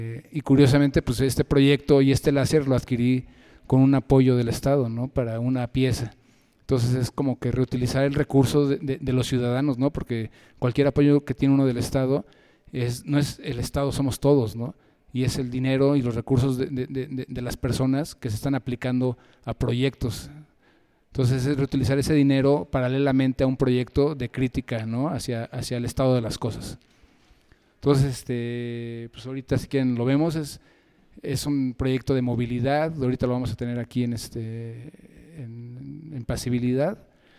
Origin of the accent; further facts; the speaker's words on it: Mexico; somos los mexicanos los que invariablemente y cotidianamente celebramos a la vida con la muerte.